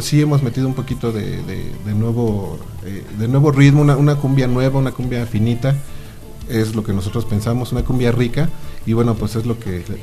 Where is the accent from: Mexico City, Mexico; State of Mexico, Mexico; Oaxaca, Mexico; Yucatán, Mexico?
State of Mexico, Mexico; Chalco; Venimos de Chalco, Estado de México, la hermana república de Chalco.